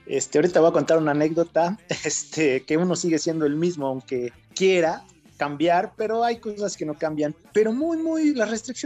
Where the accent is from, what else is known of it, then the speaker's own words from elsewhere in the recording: Mexico; nosotros como sociedad mexicana somos más liberales